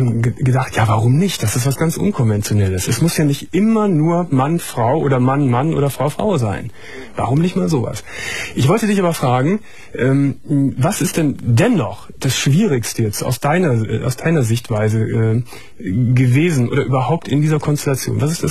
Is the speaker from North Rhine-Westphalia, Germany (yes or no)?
yes; Gummersbach, North Rhine-Westphalia, Germany; ich weiß noch, in Gummersbach, ich komme ja aus Gummersbach.